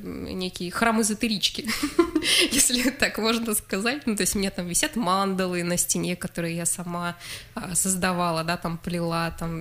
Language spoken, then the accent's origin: Russian; Norilsk, Krasnoyarsk Krai, Russia; now in Krasnoyarsk, Russia; Мой родной город Норильск, соответственно, ну, Красноярск ныне, в котором я живу.